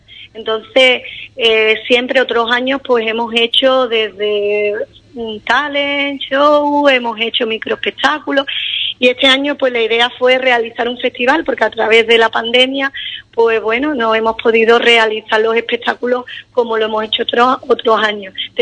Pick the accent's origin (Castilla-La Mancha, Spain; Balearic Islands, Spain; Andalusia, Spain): Andalusia, Spain; Ubrique; yo soy de Ubrique